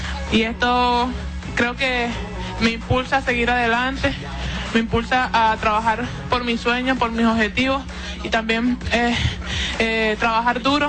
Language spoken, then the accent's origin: Spanish; Venezuela; moved away; desde que salí de Venezuela para un mejor porvenir, para mejorar